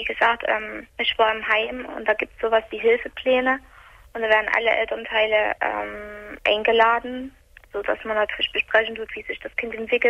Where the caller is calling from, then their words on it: Chemnitz, Saxony, Germany; also bei uns in Chemnitz